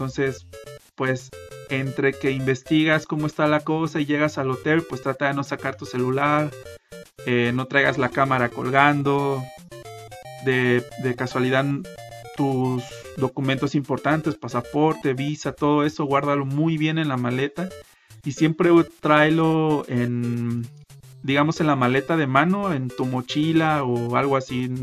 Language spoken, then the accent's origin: Spanish; Mexico; estoy en Guadalajara, Jalisco, México, el mejor país de toda Latinoamérica, siendo que yo soy mexicano, obviamente.